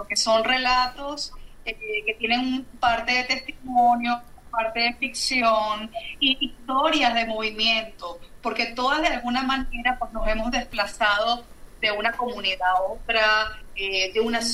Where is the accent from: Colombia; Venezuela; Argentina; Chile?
Venezuela; now in Valencia, Spain; Yo soy de Venezuela, vivo en Valencia. Justamente mañana estoy cumpliendo 4 años aquí.